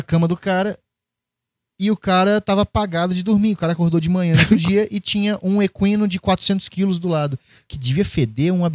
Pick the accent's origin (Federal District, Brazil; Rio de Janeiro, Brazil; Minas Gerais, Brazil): Minas Gerais, Brazil; Eu sou mineiro. Então eu tenho no meu DNA o mineiro.